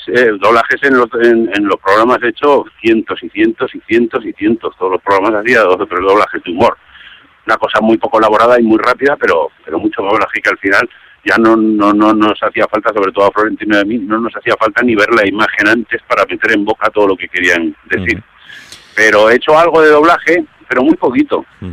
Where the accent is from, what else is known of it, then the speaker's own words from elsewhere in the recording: Zaragoza, Aragon, Spain; soy de Zaragoza, pero … Que es mallorquín